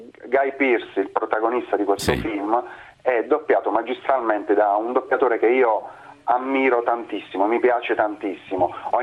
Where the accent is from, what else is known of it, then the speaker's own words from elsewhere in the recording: Pozzuoli, Campania, Italy; born there; sono napoletano, io sono nato a Pozzuoli, provincia di Napoli.